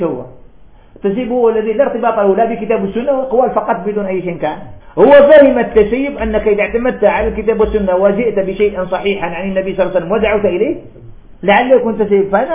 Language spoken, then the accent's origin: Arabic; Algeria; طالب علم عندنا في الجزائر